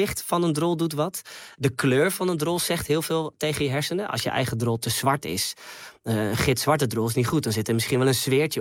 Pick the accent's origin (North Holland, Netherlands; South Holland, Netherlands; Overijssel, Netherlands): North Holland, Netherlands; Loosdrecht; Hier in de buurt in Loosdrecht, waar ik ben opgegroeid.